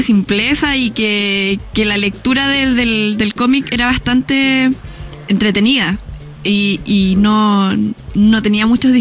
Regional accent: Quillota, Valparaíso, Chile; Pero no, yo soy de Quillota. No soy de Valpo, me salvé.

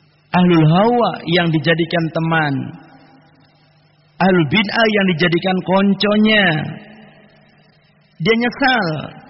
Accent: Cilacap, Central Java, Indonesia; Bahkan dulu di kampung kami, ketika masih di Cilacap dulu, itu ada orang yang mendata

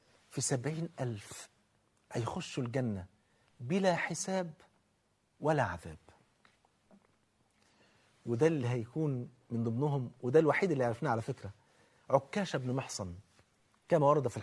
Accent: Egypt; عندنا في مصر

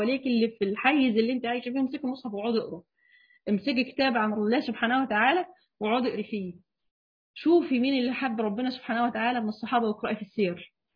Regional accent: Egypt; دي الفجر عندنا في مصر بيدنا على 5:15

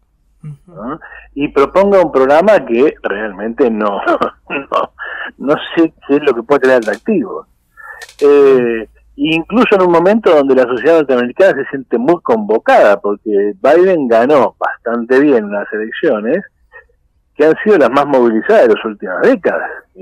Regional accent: Argentina; Yo creo que tampoco para desesperarse como argentinos

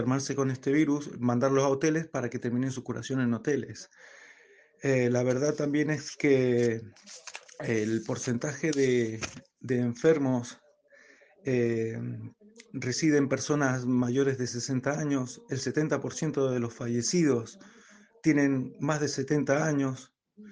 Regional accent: San José, Mendoza, Argentina; now in Valencia, Spain; yo soy un mendocino de San José que llevo 13 años viviendo en Valencia.

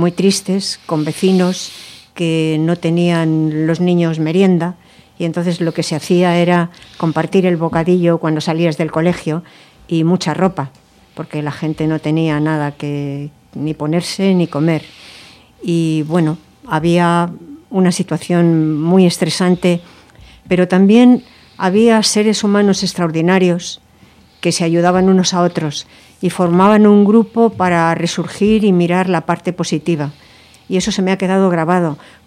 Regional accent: Madrid, Community of Madrid, Spain; Bueno, yo soy de Madrid

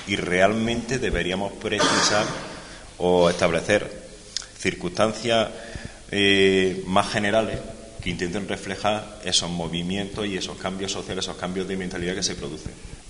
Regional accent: Huelma, Andalusia, Spain; born there; Yo soy de la comarca, yo nací en Huelma

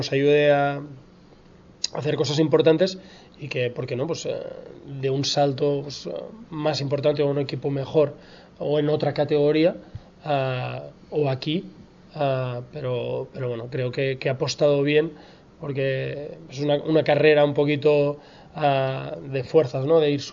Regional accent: Badalona, Catalonia, Spain; somos los dos de Badalona, de la misma cantera

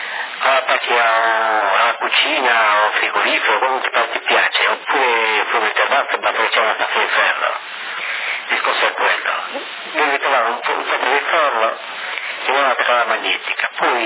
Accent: Colombia; anche io sono colombiano qua.

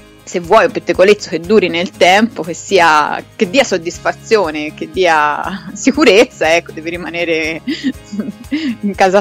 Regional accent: Florence, Tuscany, Italy; perfino io che sono di Firenze me lo sono ricordato

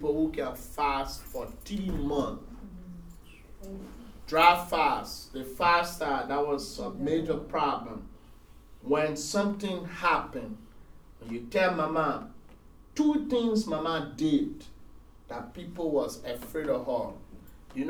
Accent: Nigeria; So when I came from Nigeria with a zeal and an energy, so we started a prayer

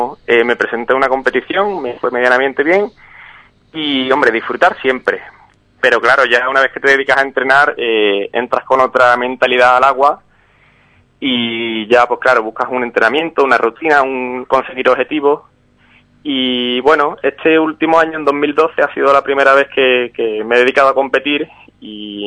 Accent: Ubrique, Andalusia, Spain; Me crié en Ubrique, vamos, he estado hasta los 18 años viviendo en Ubrique, y ya después pues he estado viviendo más que nada pegado a la costa

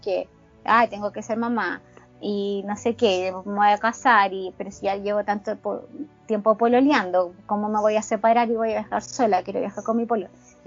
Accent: Chile; soy chilena, llegué recién

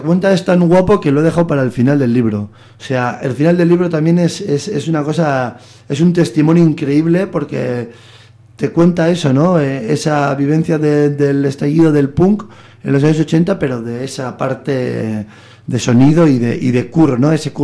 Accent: Bilbao, Basque Country, Spain; Y siendo un bilbaíno

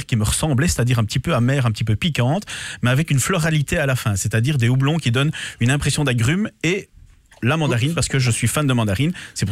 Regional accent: Wallonia, Belgium; Je suis un pur wallon qui a fait ses études à Bruxelles et qui bosse pour des brasseries Flamouche

